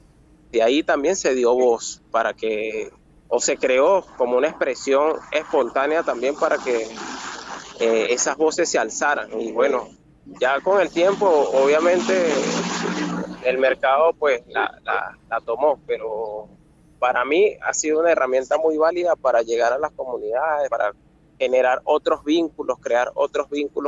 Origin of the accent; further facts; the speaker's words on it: Venezuela; also born or lived in Buenos Aires; now in Argentina; yo tengo muy poco tiempo viviendo aquí en el Valle de Punilla. Yo vengo de Venezuela, pero duré años viviendo en Buenos Aires y ahora me encuentro aquí